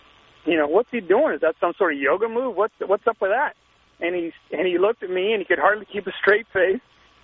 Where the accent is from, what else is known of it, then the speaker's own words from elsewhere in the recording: Seattle, Washington, United States; Does it say jump, bitch, jump? Because we're from Seattle.